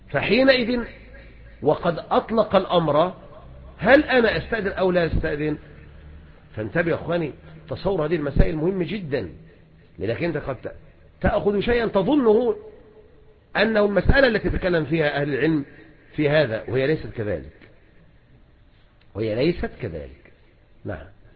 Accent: Egypt; هنا عندنا في مصر لا يتعلق شيء إذن بذلك

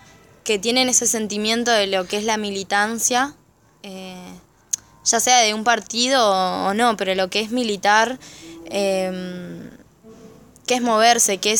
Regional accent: Bahía Blanca, Buenos Aires Province, Argentina; pero el resto somos todas de Bahía. Y de Bahía, somos todes de Bahía.

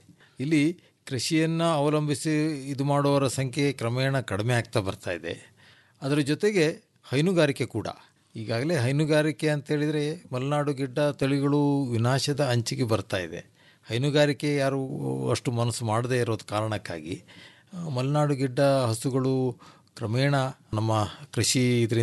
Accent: Sagar, Karnataka, India; ನಾವು ಸಾಗರದವರು.

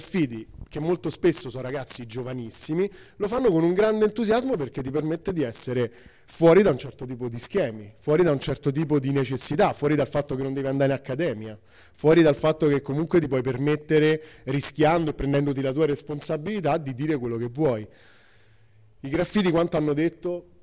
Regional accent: Rome, Lazio, Italy; io vengo da Roma

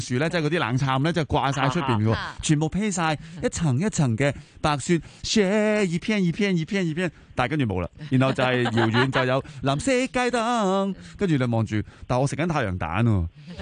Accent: Hong Kong; 如果你话我哋香港人对家嘅依赖或者重视

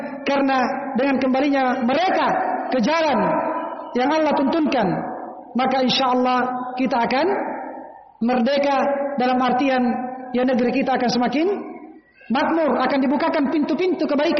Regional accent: Kajang, South Sulawesi, Indonesia; Dan ini banyak di kampung saya di Kajang, banyak orang menafsirkan pakai bahasa Konjo.

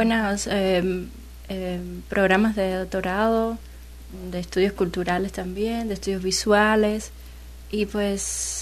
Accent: Havana, Cuba; De La Habana.

